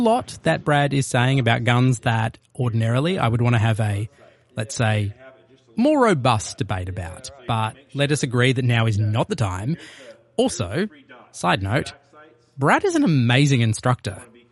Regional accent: Australia; which famously changed gun laws in my home country of Australia.

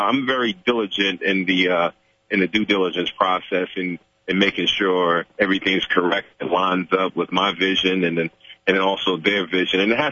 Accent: New York City, New York, United States; An inner city kid growing up in New York City, and went to Catholic school in downtown Manhattan

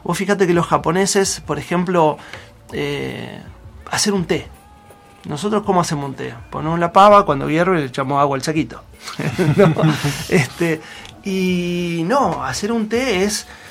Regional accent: La Plata, Buenos Aires Province, Argentina; acá vivimos en un lugar muy tranquilo, igual yo vengo de la ciudad de La Plata, ¿no? De Buenos Aires.

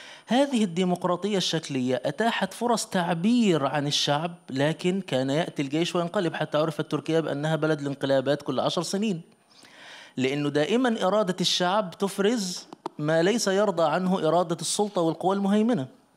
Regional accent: Egypt; وحدث عندنا في مصر مساخر كثيرة

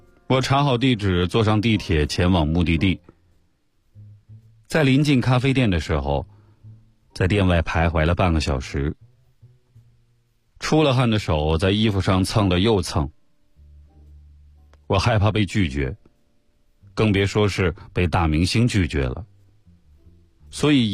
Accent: China; 我从中国来纽约，会待到4月20号。

